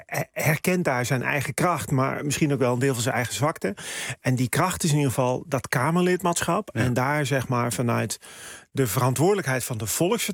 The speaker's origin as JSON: {"language": "Dutch", "town": "Amsterdam", "region": "North Holland", "country": "Netherlands", "said": "Ik ben een Amsterdammer"}